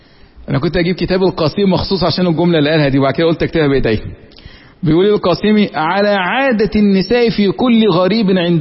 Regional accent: Egypt; accent: Egyptian; زي ما احنا في لهجتنا المصرية كده

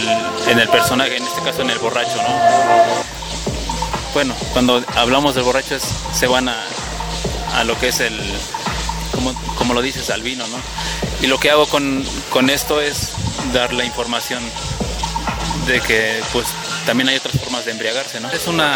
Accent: Tepatepec, Hidalgo, Mexico; soy del estado de Hidalgo, de Tepatepec, y pues me dedico a difundir el arte en las comunidades

